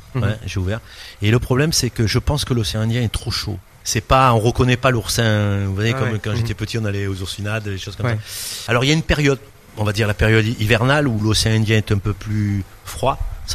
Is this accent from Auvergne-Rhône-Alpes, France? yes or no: no; Corsica, France; Bon, c'est pas parce que je suis corse, hein